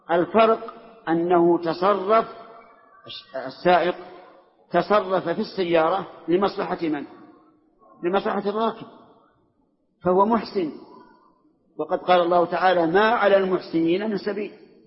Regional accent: Saudi Arabia; وأنا سعودي، أنت مصري وأنا سعودي

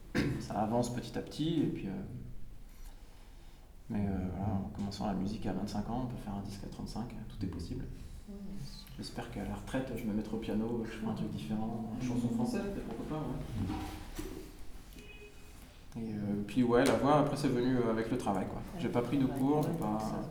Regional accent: France; Il faudra que je le fasse parce que je suis français et puis.

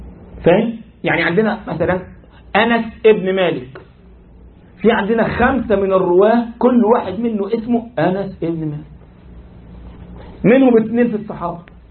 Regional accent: Egypt; انت عارف عندنا في مصر لك ايه؟ تشابه أسماء.

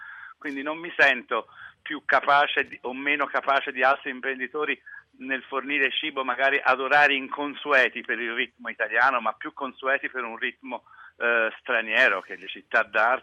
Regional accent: Florence, Tuscany, Italy; io sono fiorentino

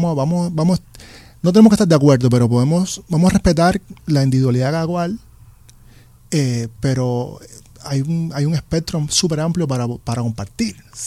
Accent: Cuba; yo vengo de Cuba, donde es natural bailar.

